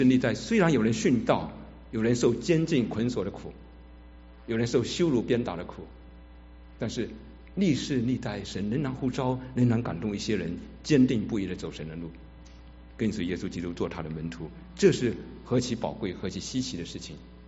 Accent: Fujian, China; 许多人都知道我在福建的一个海岛长大，在海岛长大的孩子多半比较活泼可爱，也狭隘无知。

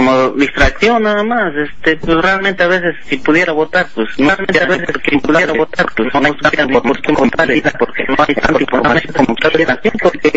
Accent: Mexico; No, yo soy mexicano.

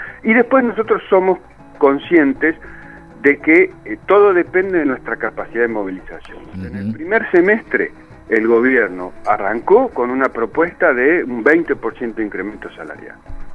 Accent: Neuquén, Argentina; Yo soy justamente de la Patagonia, yo soy de Neuquén.

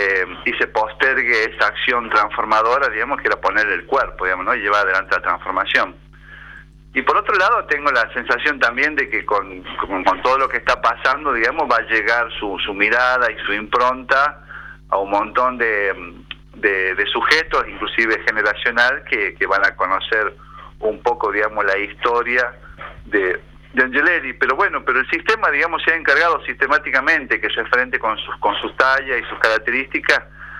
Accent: La Rioja, Argentina; nosotros como estudiantes riojanos en ese momento de la secundaria participábamos

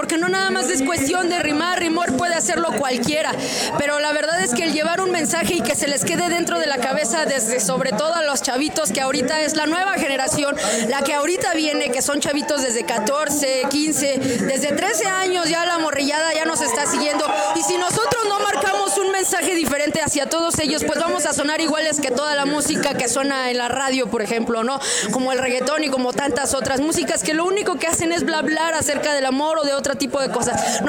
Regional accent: Ecatepec, State of Mexico, Mexico; De aquí estoy, bueno, en el Estado de México, en Ecatepec. Yo realmente estoy más sobre Coacalco

